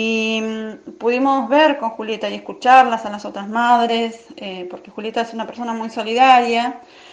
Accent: El Bolsón, Río Negro, Argentina; soy de Bolsón

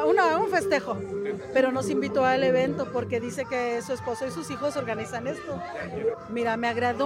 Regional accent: Mexico City, Mexico; yo vengo de la Ciudad de México

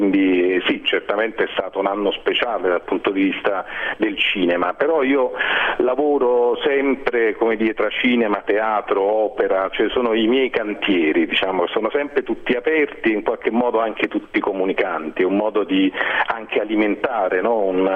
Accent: Naples, Campania, Italy; noi siamo napoletani praticamente tutti

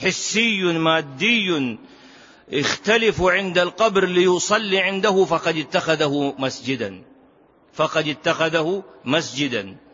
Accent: Saudi Arabia; عندنا في السعودية من جميع المناطق

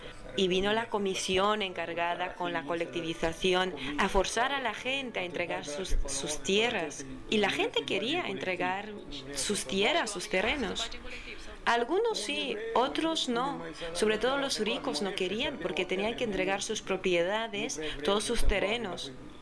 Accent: Romania; en estos momentos me encuentro en mi pueblo, situado en el oeste del país

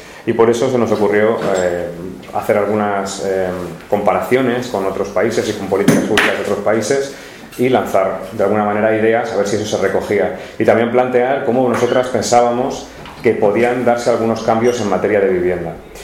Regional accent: Ciempozuelos, Community of Madrid, Spain; que soy de Ciempozuelos, de un pueblo al sur de Madrid, que tiene muy poquito que ver con las imágenes de Madrid que habitualmente se tienen

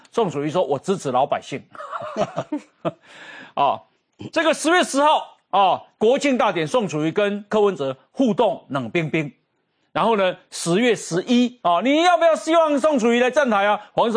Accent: Chiayi, Taiwan; 我是嘉义人嘛

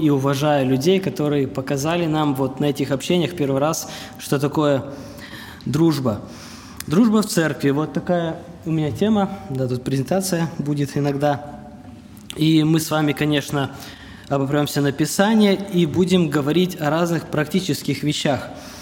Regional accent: Petrozavodsk, Republic of Karelia, Russia; я из Петрозаводска, мне 28 лет.

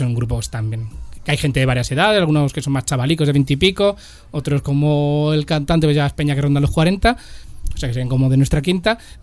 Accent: Madrid, Community of Madrid, Spain; yo también soy hijo de la escuela pública, no de la escuela en valenciano, porque yo soy de aquí de Madrid, ya he hablado antes de mis 8 apellidos castellanos

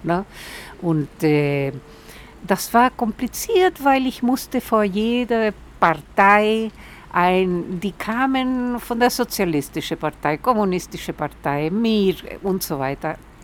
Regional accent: Chile; German is a second language; now in Münster, Germany; 1983 bin ich aus Chile nach Münster gekommen, weil ich eine Freundin hier hatte, die Pilar Benitez, die aus Chile war und 2 Jahre vor mir in Münster gelandet war.

